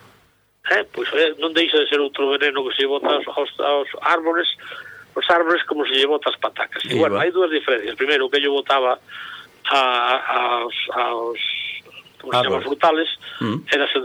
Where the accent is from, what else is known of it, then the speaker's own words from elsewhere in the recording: A Maía, Galicia, Spain; os sabores da miña infancia na Maía, ao lado de Santiago.